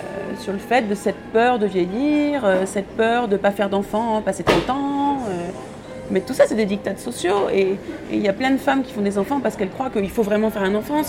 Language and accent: French; Paris, Île-de-France, France; born there; Si, je suis née à Paris.